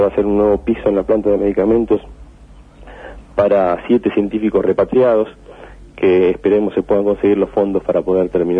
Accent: Rosario, Santa Fe, Argentina; Yo nací en Rosario, uh-huh. Viví toda mi vida en Rosario y tenía muchos deseos de regresar.

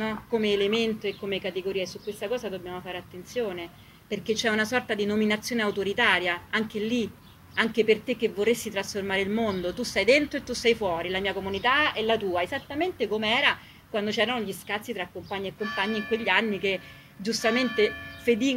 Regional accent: Rome, Lazio, Italy; c'era molto modello macista anche nei comportamenti delle compagne quando sono cresciuta io a Via dei Volsci.

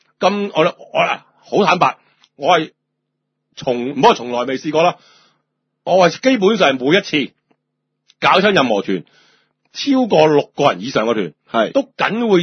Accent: China; 我哋中國人真係好撚奇怪呀。

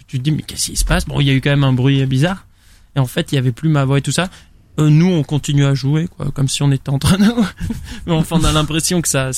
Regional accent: Nouvelle-Aquitaine, France; Ah ben on vient du bassin d'Arcachon

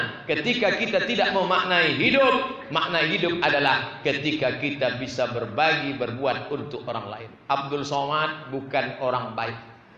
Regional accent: Pulau Lawan, Riau, Indonesia; Adalah penceramah datang. Penceramah datang ke kampung kami di Pulau Lawan.

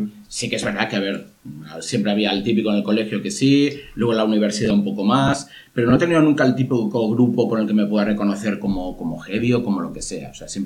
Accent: Barcelona, Catalonia, Spain; yo en Barcelona, o sea, yo soy de Barcelona

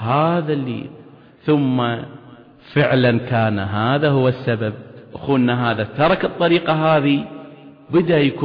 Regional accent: Kuwait; طبعا بلدنا الكويت لها الحصة الكبرى أو كبيرة

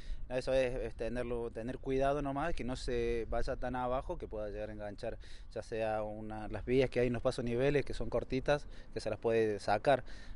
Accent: Huerta, Argentina; yo nací en Huerta y hace 6, 7 años que me vine acá a Yardino. Pero he sido más de Yardino porque tengo prácticamente las raíces acá.

